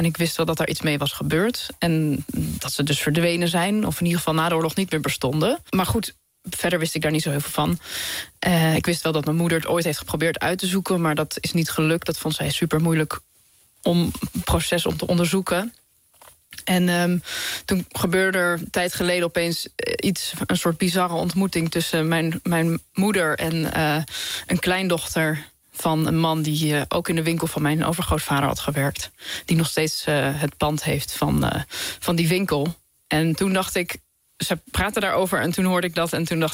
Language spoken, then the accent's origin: Dutch; Amersfoort, Utrecht, Netherlands; Ik ben opgegroeid in Amersfoort